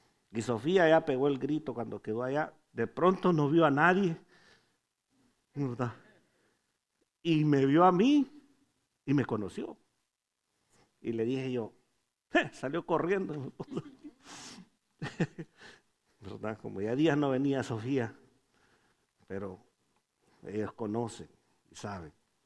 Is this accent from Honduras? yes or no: yes; Honduras; moved away; Como hondureño diría, estaba güero el hombre.